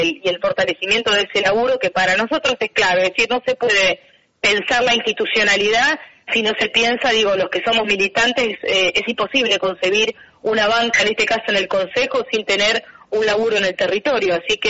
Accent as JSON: {"language": "Spanish", "town": "San Nicolás", "region": "Buenos Aires Province", "country": "Argentina", "said": "Yo vengo de San Nicolás, en realidad"}